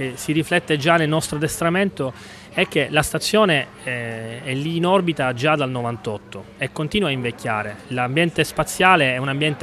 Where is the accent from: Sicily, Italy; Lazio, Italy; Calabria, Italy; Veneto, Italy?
Sicily, Italy; Catania; Sono siciliano di Catania.